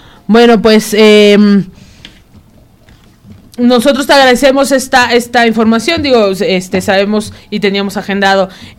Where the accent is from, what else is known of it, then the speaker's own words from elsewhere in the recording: Mexico; como buenos mexicanos, todo lo dejamos hasta el último.